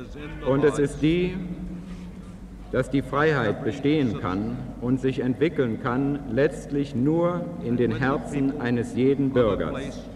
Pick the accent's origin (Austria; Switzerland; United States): United States; Ich bin aus Amerika heute hergekommen auf einer Art geistigen Luftbrücke. Mit mir gebracht habe ich 1 Million Unterschriften meiner Landsleute